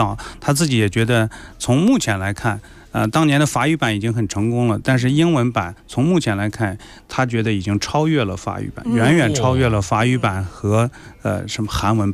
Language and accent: Chinese; China; 那么因为我们中国人呢又特别在意这些东西